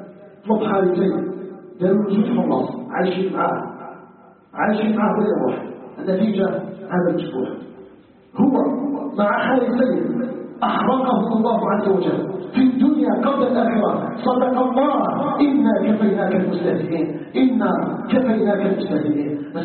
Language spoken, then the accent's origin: Arabic; Algeria